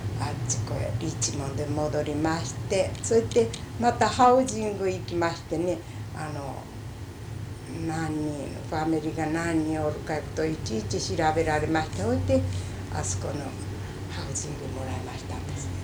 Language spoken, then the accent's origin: Japanese; Mita, Hiroshima, Japan; born there; 私は生まれは広島高田郡でしてね、三田村いうところですけれどがね、今度はあの嫁いできましたところが朝郡の深川村です。